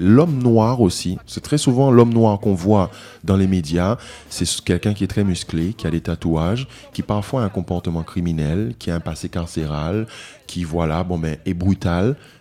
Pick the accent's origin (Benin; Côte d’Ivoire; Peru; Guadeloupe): Guadeloupe; now in Martinique; Je vis en Martinique, je viens de la Guadeloupe, donc je connais un peu les deux îles